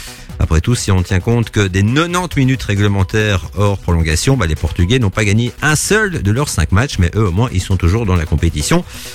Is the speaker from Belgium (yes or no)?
yes; Belgium; mais chez nous, en Belgique